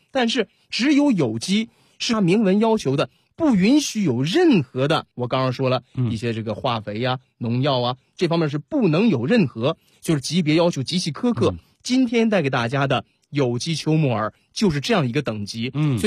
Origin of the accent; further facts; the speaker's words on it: Northeast China, China; 这都是咱们东北人可以说家家必备的。